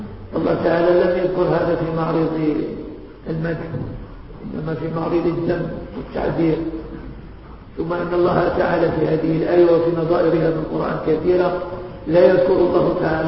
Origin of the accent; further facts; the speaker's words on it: Morocco; إحنا مغاربة